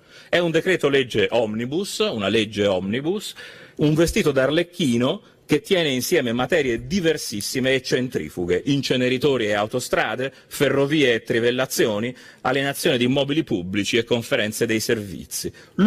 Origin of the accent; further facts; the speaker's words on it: Florence, Tuscany, Italy; Se uno si chiede perché, da fiorentino, com'è possibile che questo sia avvenuto, da fiorentino non posso dimenticare